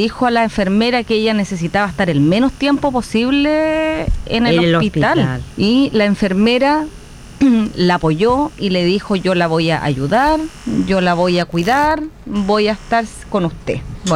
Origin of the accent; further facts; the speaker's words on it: Santiago Metropolitan Region, Chile; born there; Y ahí nací, en el Hospital San Juan de Dios, el 10 de noviembre.